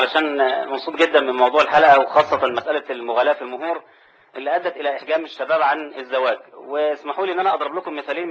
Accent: El Mahalla El Kubra, Gharbia, Egypt; now in Cairo, Egypt; لا لا، أنا من المحلة إن شاء رب العالمين.

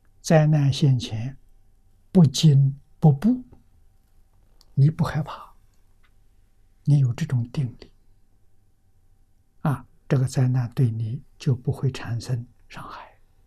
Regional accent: China; 印度人的对于宇宙人生真相这一方面所做的工作比我们中国人进步

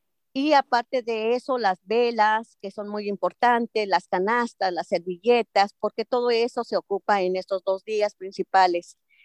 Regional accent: San Mateo Huitzilcingo, State of Mexico, Mexico; Yo soy del Estado de México, de un pueblo que se llama San Mateo Huitzilcingo, que significa nido de colibrís.

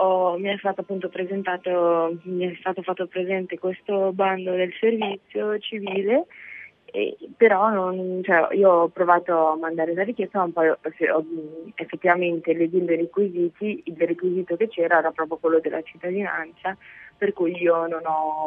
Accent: Ukraine; Io, essendo ucraina, no.

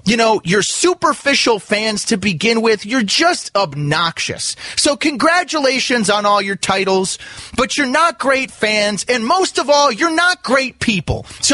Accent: Denver, Colorado, United States; I don't really have a dog in this fight because I'm originally from Denver, so I try to look at this with an unbiased view.

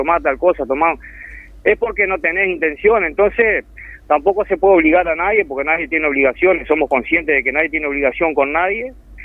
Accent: Montevideo, Uruguay; yo soy criado ahí, nacido y criado en Montevideo, y recuerdo que en aquel entonces, cuando era niño

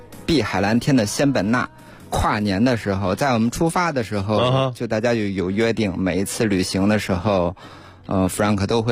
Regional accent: China; 他们还是很欢迎我们中国人去的。

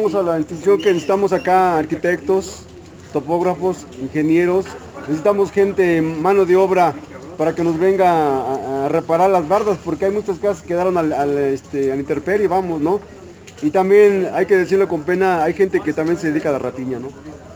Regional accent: Santa Cruz Acalpixca, Mexico City, Mexico; Yo soy originario de Santa Cruz, Acalpizca

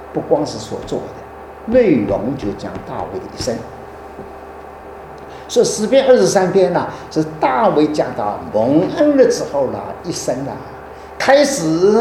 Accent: Shanghai, China; accent: Shanghai; 我的国语不太准确，我也得上海口音的

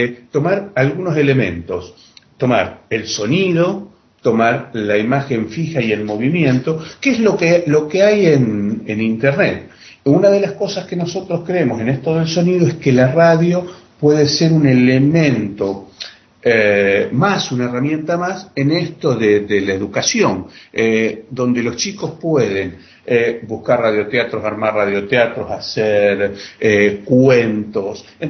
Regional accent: Santa Fe, Argentina; también de Santa Fe, Argentina

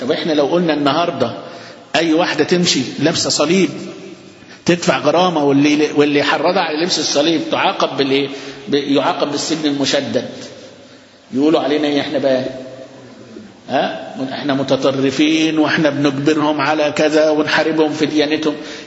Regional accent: Alexandria, Alexandria Governorate, Egypt; قد كل المساجد بتاعتنا اللي عندنا في اسكندرية

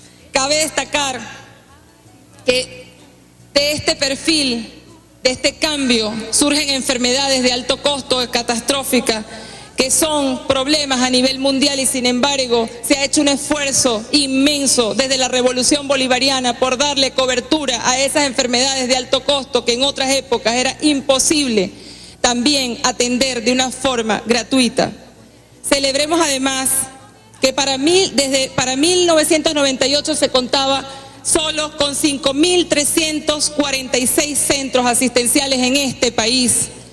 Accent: Venezuela; Somos humildes los venezolanos y las venezolanas.

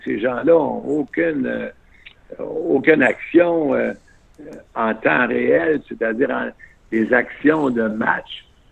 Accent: Quebec City, Quebec, Canada; moi, je viens de Québec, là, j'ai appris mon anglais quand je suis allé à l'Université McGill, j'avais 21 ans.

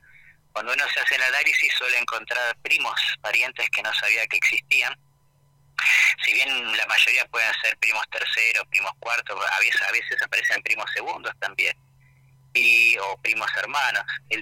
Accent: Buenos Aires, Argentina; born there; Y yo de casualidad nací acá en Buenos Aires, podía haber sido cordobés, casi nazco en Córdoba por unos meses.

